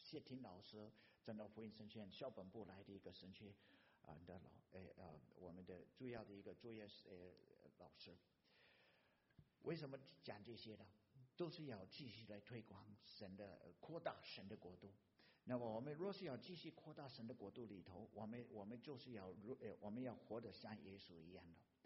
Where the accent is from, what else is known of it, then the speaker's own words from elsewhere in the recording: United States; Chinese is a second language; also born or lived in Taiwan; 弟兄姐妹，我是土生土长的美国人啊